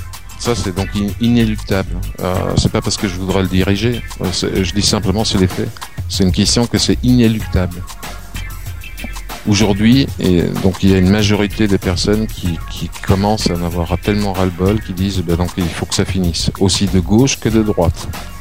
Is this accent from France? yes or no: yes; France; Déjà, en tant que Français, on devrait dire impossible n'est pas français.